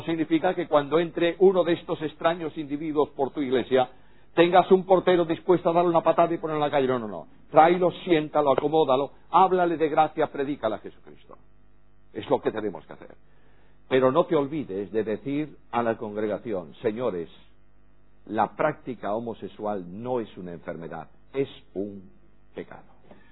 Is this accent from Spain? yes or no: yes; Spain; En España, en mi país, se han eliminado el aspecto sexo masculino y sexo femenino